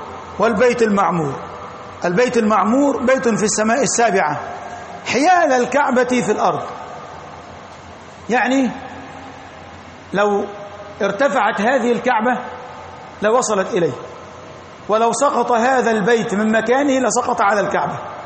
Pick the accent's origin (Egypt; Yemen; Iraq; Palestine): Egypt; والطور هو الجبل الذي عندنا في مصر الذي كلم الله عليه